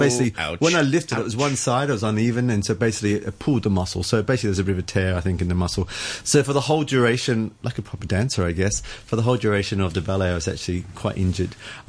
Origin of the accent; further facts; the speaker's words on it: Australia; You can tell I'm from Australia. We pronounce things phonetically.